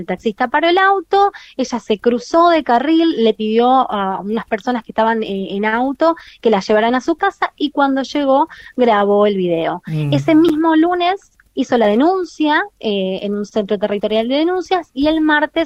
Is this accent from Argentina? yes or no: yes; San Jorge, Santa Fe, Argentina; also born or lived in Rosario; Yo viví 5 años en Rosario, recuerdo que llegaba, yo soy de San Jorge, llegaba a la terminal a la 1 de la mañana